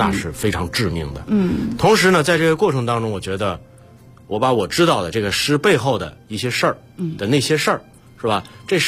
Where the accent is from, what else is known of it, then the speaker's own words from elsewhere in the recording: Xi'an, Shaanxi, China; 这是曹学密也我们老乡，都是陕西人。那个他是渭南的，我是西安的，但我们都是关中的。